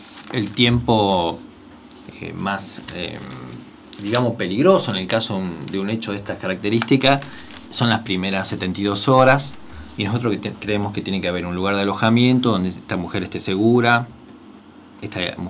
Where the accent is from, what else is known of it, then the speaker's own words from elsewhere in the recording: Rosario, Santa Fe, Argentina; Generalmente los que venimos de afuera, yo soy de afuera, soy de Rosario.